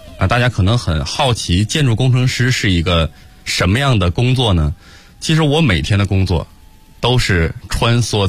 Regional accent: Harbin, Heilongjiang, China; moved away as an adult; now in Beijing, China; 在我大学毕业那年，我从我的家乡哈尔滨穿越1200公里来到了北京

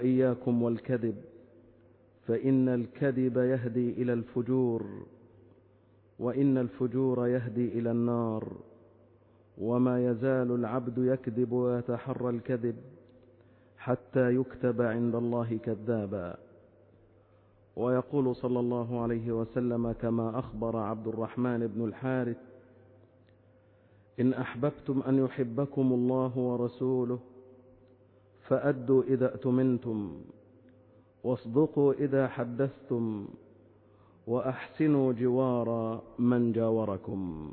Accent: Egypt; بلدنا مصر الحبيبة

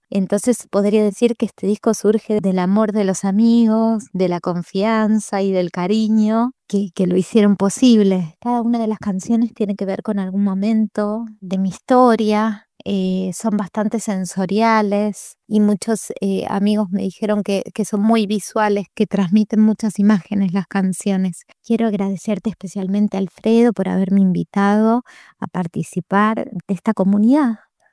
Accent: Argentina; soy de Argentina

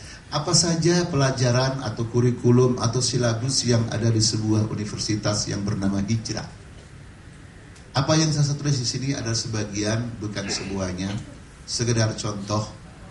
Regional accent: Bekasi, West Java, Indonesia; Bekasi kan tangga kita, daerah saya.

